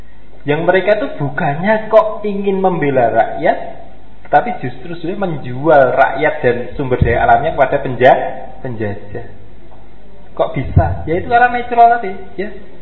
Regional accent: Java, Indonesia; Kalau kita itu kan orang Jawa itu kan wajar

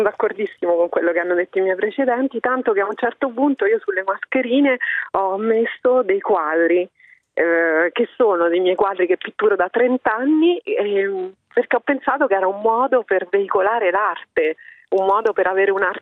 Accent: Terni, Umbria, Italy; io sono di Terni

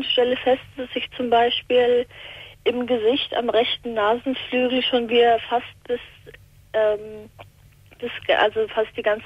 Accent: Hesse, Germany; Ich komme aus der Nähe von Frankfurt.

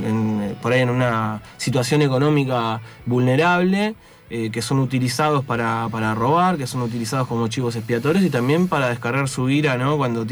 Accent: Haedo, Buenos Aires Province, Argentina; Yo soy de la zona, soy de Aedo.

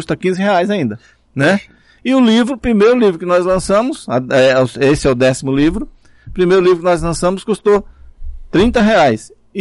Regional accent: Patamuté, Bahia, Brazil; Rapaz, esse livro meu, até em Patamuté tem. Na minha terra.

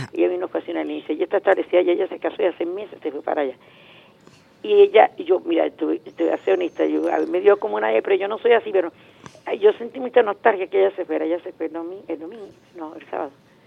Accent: Venezuela

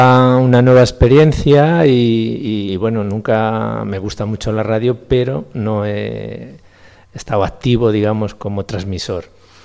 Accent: Laguna, Spain; born there; soy nacido en Laguna

